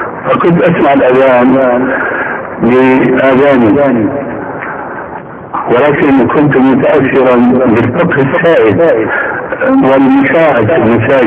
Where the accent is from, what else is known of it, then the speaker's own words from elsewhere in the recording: Damascus, Damascus Governorate, Syria; وانا ربيت في دمشق